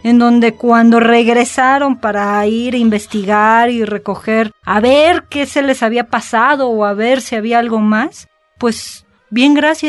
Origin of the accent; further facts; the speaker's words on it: Mexico; quizá como buena mexicana de repente soy un poco escéptica